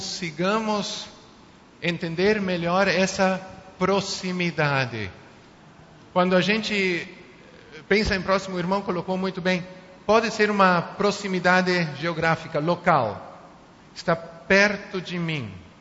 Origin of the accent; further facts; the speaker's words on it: Uruguay; Portuguese is a second language; now in Brazil; Eu não falei de mim, mas eu nasci e me criei no Uruguai, não sou brasileiro de nascença, nunca passei por uma escola brasileira.